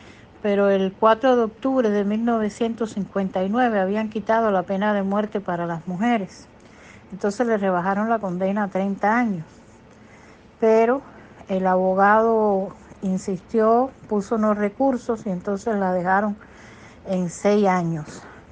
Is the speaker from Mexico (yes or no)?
no; Guanabacoa, Havana, Cuba; born there; la cárcel de Guanabacoa, que fue donde yo nací, en la cárcel de mujeres de Guanabacoa